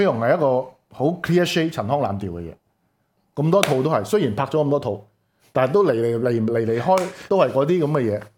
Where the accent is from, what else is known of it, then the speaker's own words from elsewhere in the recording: Hong Kong; 其实我哋香港人谂翻，其实冇好耐冇咁畅快嘅，真系。